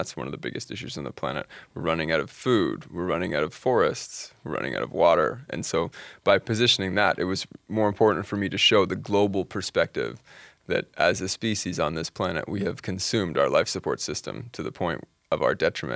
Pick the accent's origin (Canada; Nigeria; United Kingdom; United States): Canada; The general impression in Canada is that we're a good country environmentally.